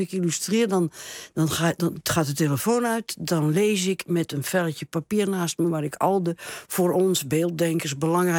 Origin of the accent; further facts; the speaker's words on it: France; Ik moest meteen denken, ik kom uit Frankrijk